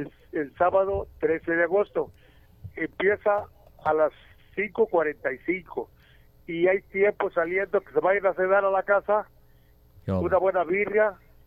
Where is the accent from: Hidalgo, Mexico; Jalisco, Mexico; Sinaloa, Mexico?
Jalisco, Mexico; Mezcala de la Asunción; las fiestas patronales de mi pueblo de Mezcala de la Asunción